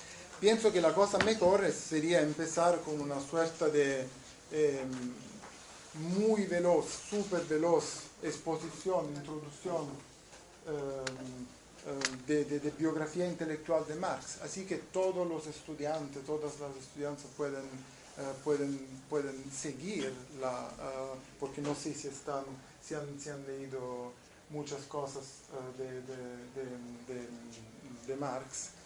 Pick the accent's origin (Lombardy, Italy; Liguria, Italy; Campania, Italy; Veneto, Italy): Campania, Italy; Naples; Spanish is a second language; now in Canada; Que trabajo en Canadá, pero soy de Italia, soy del sur de Italia, de Nápoles